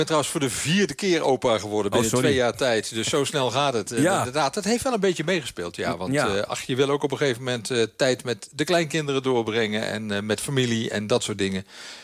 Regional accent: Limburg, Netherlands; Want ja, ik ben in Limburg opgegroeid, Zuid-Limburg.

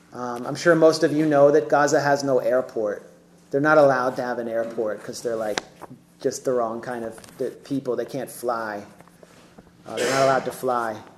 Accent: United States; I was able to go because I'm an American Jew and a credentialed journalist.

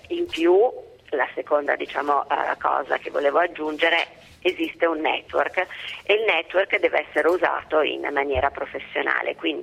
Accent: Milan, Lombardy, Italy; Io sono di Milano, quindi conosco diciamo il movimento che c'è su Milano

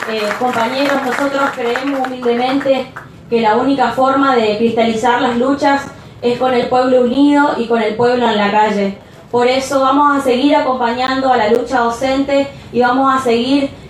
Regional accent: Chaco, Argentina; Por eso nosotros, como estudiantes y como chaqueños, valoramos la federalización de este espacio

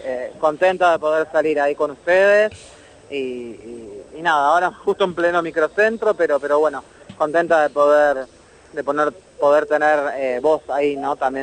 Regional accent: Lomas del Mirador, Buenos Aires Province, Argentina; yo soy de ahí de Loma Admirador también

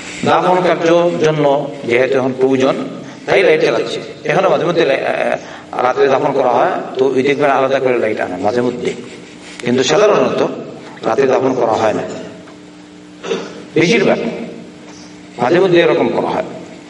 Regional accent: Sylhet Division, Bangladesh; আমি তো সিলেটের মানুষ, দেখলাম না গরম।

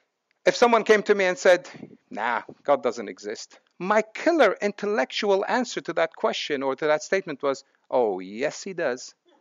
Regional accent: Lebanon; I was brought up in Lebanon. Most people were dying from guns, bombs, and snipers.

